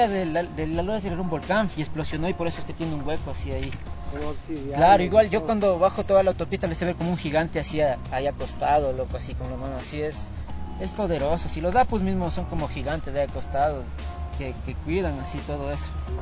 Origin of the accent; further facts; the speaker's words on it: Machachi, Ecuador; yo crecí allá en Machache hasta los 15 años y de ahí vine acá al Valle Verde